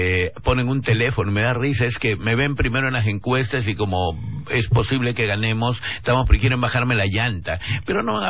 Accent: Trujillo, La Libertad, Peru; me eduqué en Trujillo, en el Villiquen, de niño

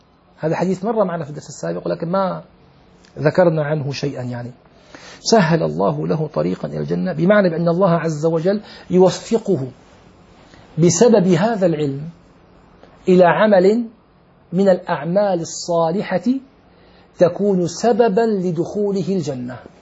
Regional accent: Syria; أنا أعرف في عندنا في الشام طبيب أسنان لعله انتقل

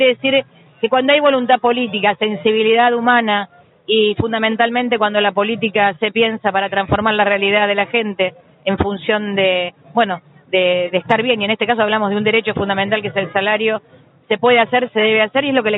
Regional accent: Castelar, Buenos Aires Province, Argentina; born there; si bien nací en Castelar

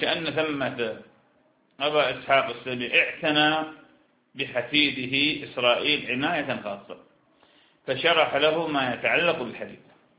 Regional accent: Iraq; نحن لسنا، أنا عراقي وأنت شام، نحن لسنا حجازين

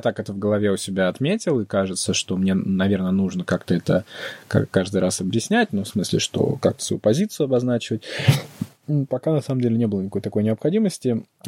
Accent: Russia; и да, я из России

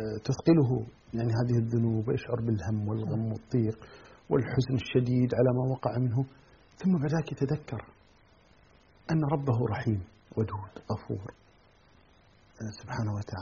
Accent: Kuwait; يعني الآن مثلا عندنا في الكويت كمثال،

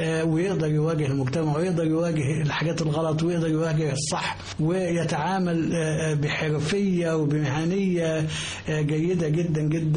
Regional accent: Egypt; المناهج الدراسية عندنا في مصر ما فيهاش غير درس واحد فقط

